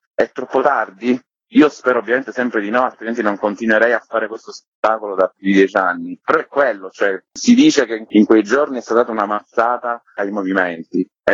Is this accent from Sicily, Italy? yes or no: yes; Sicily, Italy; per me, che sono siciliano, quando tocchi la tragedia greca si apre un mondo, ce l'abbiamo nelle vene